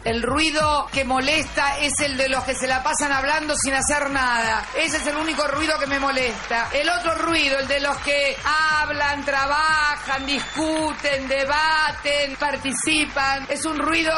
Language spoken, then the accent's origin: Spanish; Argentina; con la fuerza que somos capaces los americanos del Sur y también los argentinos de pelear por las cosas que nos interesan